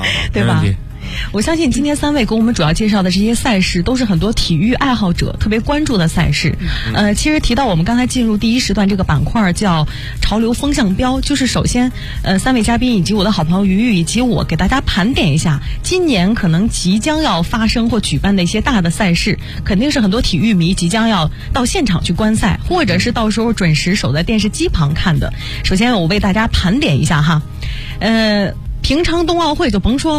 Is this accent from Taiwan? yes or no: no; China; 汤姆斯杯应该说羽毛球是我们中国人比较喜欢的